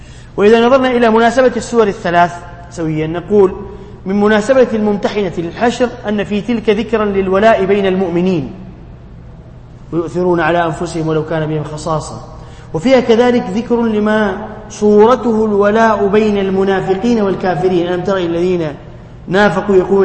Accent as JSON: {"language": "Arabic", "country": "Tunisia", "said": "والكتاتيب عندنا في تونس يسمون سورة كذا كذا"}